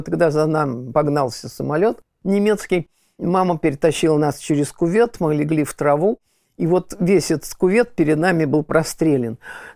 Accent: Volokolamsk, Moscow Oblast, Russia; born there; И когда я родился в Волоколамске, Московской области

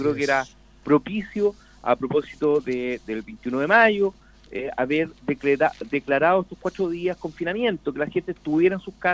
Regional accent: Chile; somos todos chilenos, somos todos hermanos

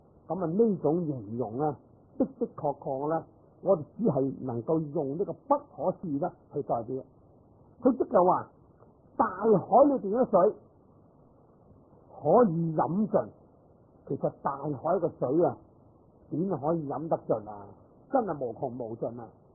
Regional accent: China; 咁其实我哋中国人呢读我哋

